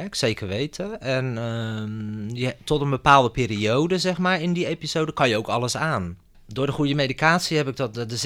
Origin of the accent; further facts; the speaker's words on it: Rotterdam, South Holland, Netherlands; Ik ben modeontwerper uit Rotterdam.